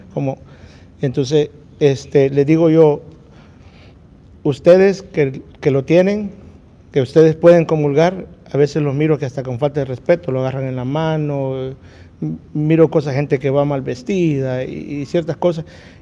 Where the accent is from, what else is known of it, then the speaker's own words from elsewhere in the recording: El Salvador; moved away; Yo cuando me vine de El Salvador para acá, emigré casi que solo.